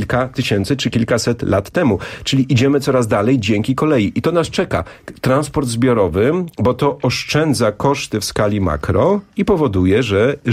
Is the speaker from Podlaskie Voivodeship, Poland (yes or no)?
no; Poznań, Greater Poland Voivodeship, Poland; Dziękuję serdecznie również jako poznaniak.